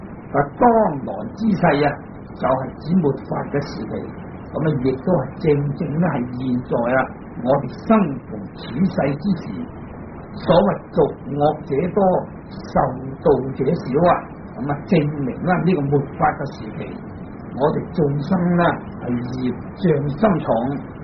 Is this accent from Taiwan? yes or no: no; China; 我们中国人以此中国文字所写成的经典，我们才可以读诵。